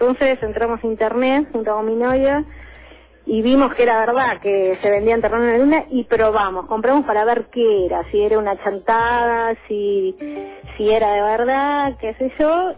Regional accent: Buenos Aires, Argentina; No, del barrio de La Boca.

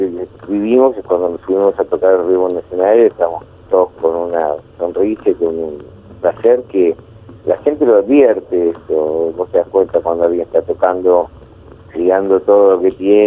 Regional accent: La Plata, Buenos Aires Province, Argentina; nosotros somos platenses, para nosotros es algo especial, de hecho yo ahora estoy en Villa Elisa, que siempre mantenemos algún lugar acá cerca de La Plata donde pasamos los fines de semana

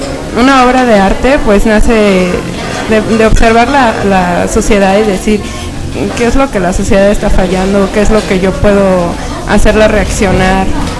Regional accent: Mexico City, Mexico; born there; Hola, yo nací en el Distrito Federal, me vine a radicar aquí.

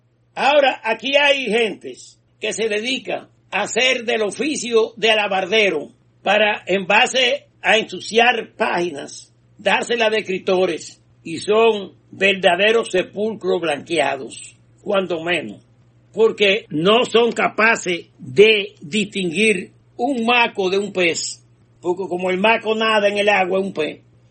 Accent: Dominican Republic; Nosotros como dominicanos de ascendencia haitiana, esa categoría no existe.

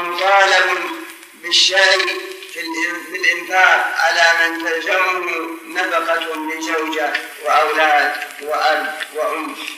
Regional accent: Riyadh, Riyadh Province, Saudi Arabia; المعلمين الآن ما لهم ضابط خاص عندنا في الرياض ما لهم ضابط

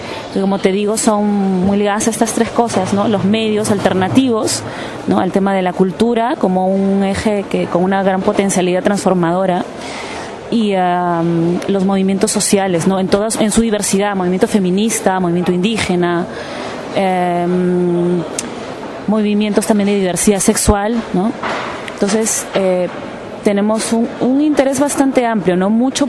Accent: Peru; soy de Perú

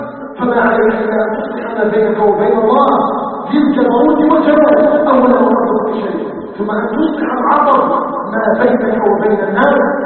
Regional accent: Algeria; نسأله تبارك وتعالى أن يجعل بلدنا الجزائر بلداً آمناً مطمئناً

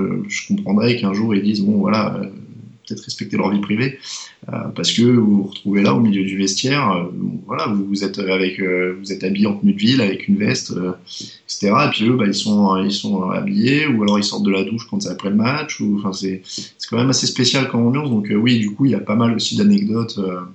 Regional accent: France; t'as un accent, tu viens d'où? Ah, de France.

